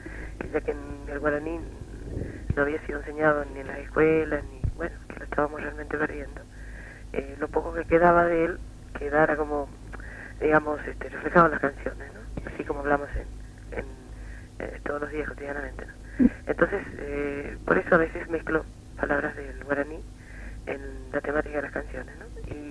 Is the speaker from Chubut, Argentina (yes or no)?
no; Corrientes, Argentina; moved away as an adult; now in Buenos Aires, Argentina; yo me había invitado a cantar en mi ciudad natal, que es Corrientes Capital, y la zona de influencia